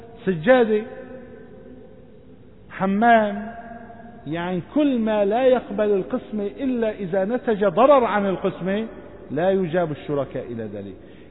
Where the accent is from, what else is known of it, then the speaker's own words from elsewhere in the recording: Syria; إلغاء الشفعة من القانون عندنا في سوريا